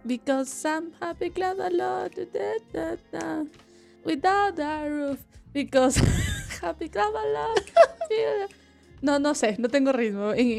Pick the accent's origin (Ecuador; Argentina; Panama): Ecuador; Quito, Pichincha; Claro, porque los quiteños al final hablamos y al final como que tac, tenemos un cantadito ahí raro al final de todas las oraciones.